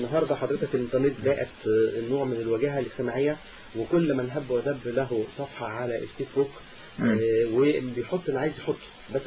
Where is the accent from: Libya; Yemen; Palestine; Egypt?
Egypt; لان احنا كمصريين ناس كويسين قوي وبنحاول نلف وندور